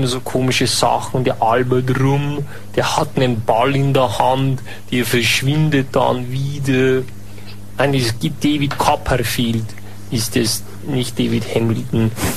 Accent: Germany; now in Austria; der mich vorher vielleicht skeptisch als Piefke gesehen hat

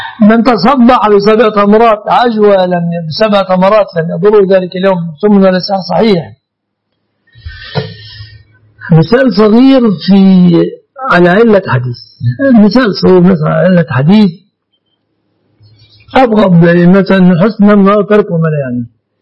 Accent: Egypt; يعني يسميه الناس في بلادنا مصر

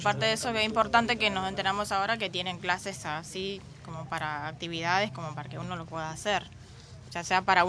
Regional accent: Paraguay; now in Argentina; yo quiero agregar que yo soy paraguaya. No viví todo esto, pero viví en mi país algo parecido.

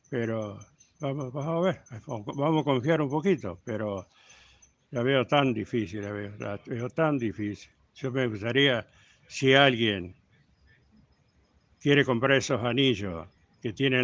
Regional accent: Tandil, Buenos Aires Province, Argentina; now in Cañuelas, Argentina; vine de Tandil en el año 70, tengo hijos, nietos.

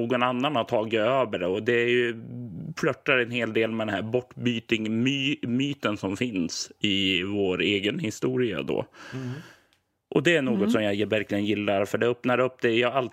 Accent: Sweden; Jag är ju som svensk och uppväxt på 80-90-talet

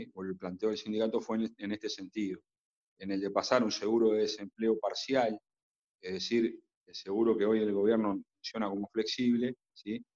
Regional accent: Uruguay; lo que nos debería importar a nosotros como uruguayos, qué papel va a jugar el Estado

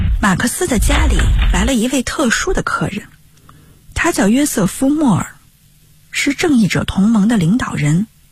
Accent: Northeast China, China; 我是一个爱做梦爱哲学的东北女孩

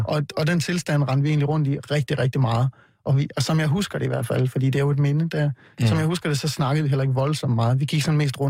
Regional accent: Vejle, Region of Southern Denmark, Denmark; Jeg kommer jo fra Vejle, hvor jeg voksede op

